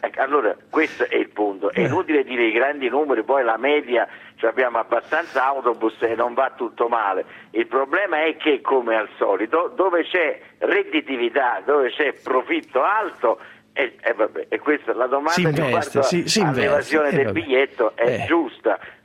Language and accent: Italian; Salerno, Campania, Italy; born there; A Salerno, perché io sono nato a Salerno e spesso ci torno